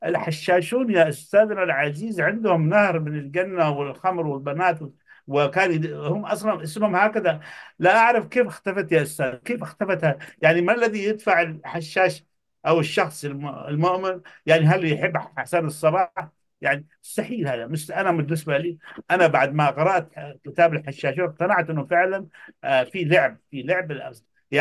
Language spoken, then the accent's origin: Arabic; Yemen; قلت له أنا يمني